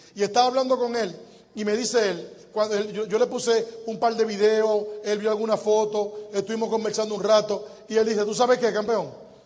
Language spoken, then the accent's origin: Spanish; Dominican Republic; Yo soy dominicano para siempre.